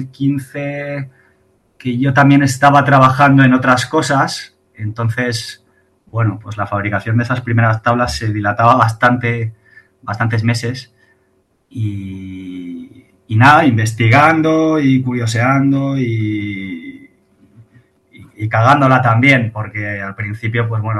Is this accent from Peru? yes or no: no; Madrid, Community of Madrid, Spain; yo nací en Madrid y bueno, y vivo en Madrid.